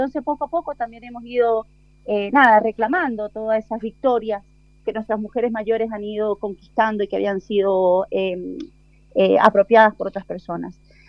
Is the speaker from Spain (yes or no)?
no; Argentina; born there; estamos las hermanas que nacimos en Argentina y que tenemos este gran arraigo por nuestra identidad boliviana